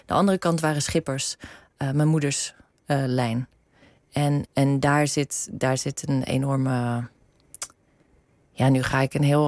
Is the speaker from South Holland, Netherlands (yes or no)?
yes; South Holland, Netherlands; Noordereiland.